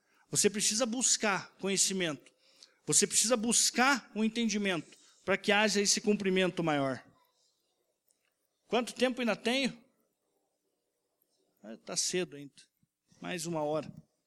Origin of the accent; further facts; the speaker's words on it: Rio Branco, Acre, Brazil; deu uma enchente lá na minha cidade, em Rio Branco. Inundou tudo lá.